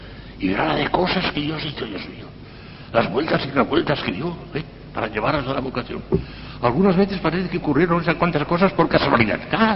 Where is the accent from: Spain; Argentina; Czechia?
Spain; Valencian Community; Y me fui a Valencia, que era la capital de mi reino, yo soy valenciano